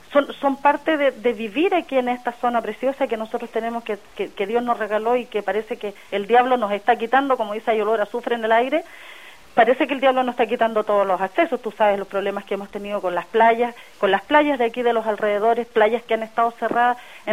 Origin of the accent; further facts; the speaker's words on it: Chile; nosotros lo lamentamos mucho como demócrata cristiano, como chileno y como mujeres.